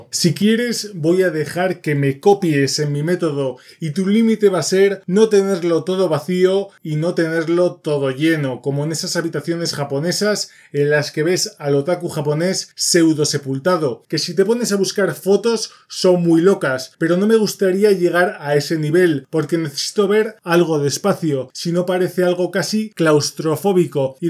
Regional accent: Spain; Soy español y los calcetines se ponen de una manera

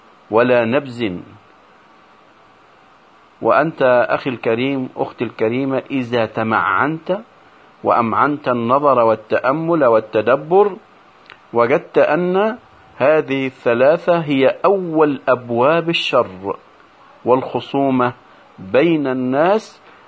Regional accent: Egypt; وما يحدث عندنا في مصر إلا من جراء انتشار هذا الخلق السيء

